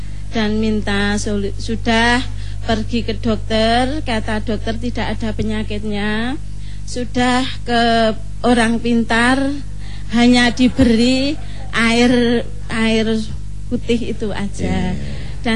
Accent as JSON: {"language": "Indonesian", "town": "Mundilan", "country": "Indonesia", "said": "Saya dari Mundilan."}